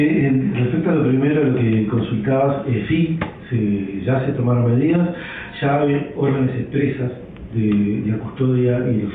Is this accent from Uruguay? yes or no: yes; Uruguay; Somos muy uruguayos en este aspecto y somos bastante distraídos a la hora de tomar este tipo de medidas.